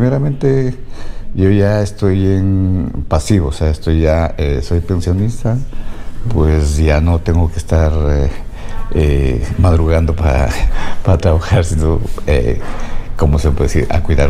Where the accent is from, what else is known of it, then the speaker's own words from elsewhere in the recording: Quito, Pichincha, Ecuador; also born or lived in Patate; now in Valencia, Spain; Soy de Quito. Yeah. Bueno, he crecido en Quito, porque yo soy nacido en la provincia de Tungurahua, en Patate. Pero pequeño me llevaron mis padres a Quito y he crecido yo ahí.